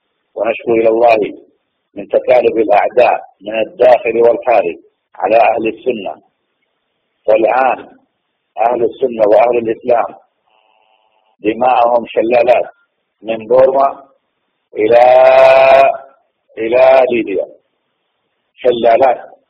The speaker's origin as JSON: {"language": "Arabic", "country": "Saudi Arabia", "said": "عندنا في السعودية"}